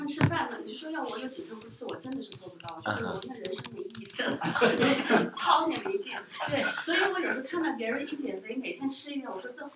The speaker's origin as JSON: {"language": "Chinese", "region": "Hunan", "country": "China", "said": "那么再加上我是湖南人，吃的口味香辣麻辣"}